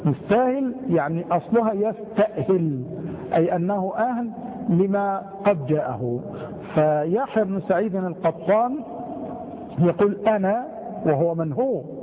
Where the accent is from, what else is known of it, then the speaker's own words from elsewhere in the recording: Egypt; وهي الكلمة الدارجة التي سهلت في لهجتنا نحن المصريين